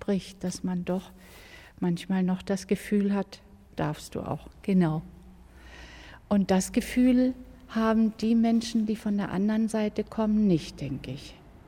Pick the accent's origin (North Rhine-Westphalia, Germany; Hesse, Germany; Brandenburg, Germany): Brandenburg, Germany; ich bin ja nun eben hier groß geworden in der DDR.